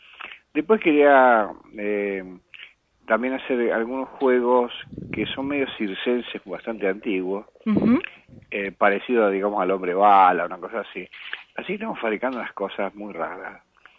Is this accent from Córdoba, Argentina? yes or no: yes; Córdoba, Argentina; also born or lived in Buenos Aires; Soy cordobés y he vivido en muchos lados. Y acá en Buenos Aires también he vivido en muchos lados. Soy una especie de raza medio nómade.